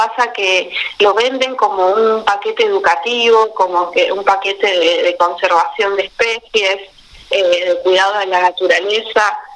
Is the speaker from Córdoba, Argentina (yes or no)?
no; San Bernardo, Buenos Aires Province, Argentina; Yo soy de San Bernardo, del Partido de la Costa, vivo a 40 kilómetros de lo que es San Clemente del Tuyú